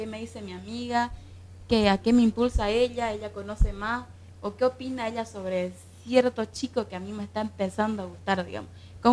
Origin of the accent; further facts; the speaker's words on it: Guarayos, Santa Cruz, Bolivia; also born or lived in Guayaramerín, Beni; yo soy de Guarayos, pero también viví en una parte del Beni que se llama Guayaramerí. Y ambos son, hablemos de diferencia de cultura, siendo tierras cambas ambas